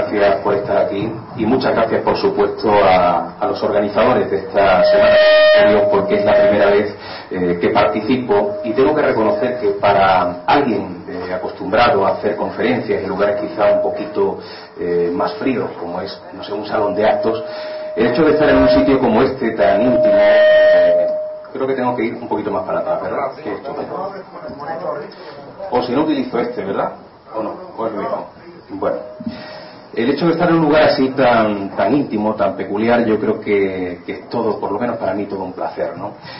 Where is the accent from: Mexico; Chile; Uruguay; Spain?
Spain; Málaga, Andalusia; yo soy malagueño